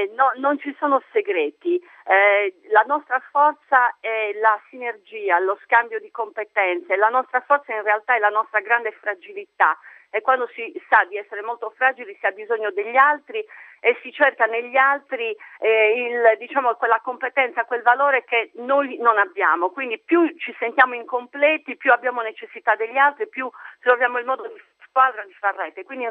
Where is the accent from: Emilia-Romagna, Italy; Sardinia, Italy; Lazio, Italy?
Sardinia, Italy; chiaramente siamo sardi dignitosi, ma anche voglia di sentirci italiani